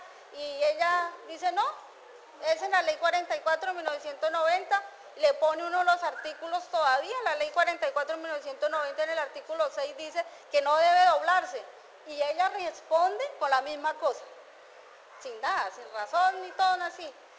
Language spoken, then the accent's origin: Spanish; Flandes, Tolima, Colombia; yo soy de las Quintas de Flandes.